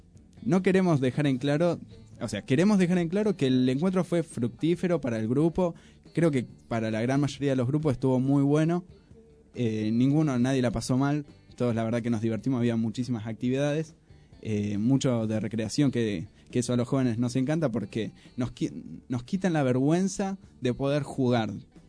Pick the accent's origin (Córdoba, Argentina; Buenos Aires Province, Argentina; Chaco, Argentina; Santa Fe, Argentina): Buenos Aires Province, Argentina; Moreno; La verdad que somos un montón y que pibes que no nos conocemos y somos de Moreno.